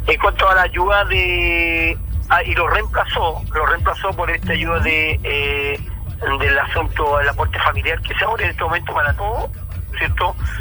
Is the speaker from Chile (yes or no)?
yes; Chile; hemos sufrido muchísimo en esta pandemia, como todo chileno